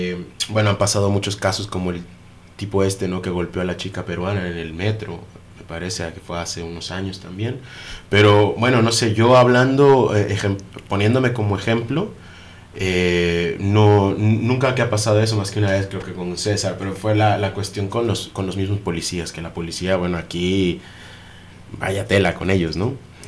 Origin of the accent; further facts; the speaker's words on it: Veracruz, Mexico; incluso en México, en la parte donde yo soy, que es de Veracruz